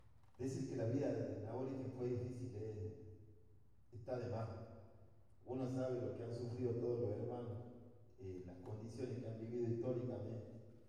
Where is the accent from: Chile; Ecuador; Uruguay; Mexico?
Uruguay; Paysandú; una persona de mi pueblo, de ese Paysandú al que yo tanto amo, que me dio la oportunidad de ser poeta.